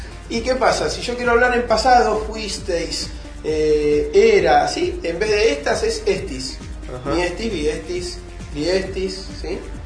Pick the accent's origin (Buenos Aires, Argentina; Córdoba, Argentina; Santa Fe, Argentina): Buenos Aires, Argentina; accent: porteño; no el inglés como lo hablo yo, que se nota que soy porteño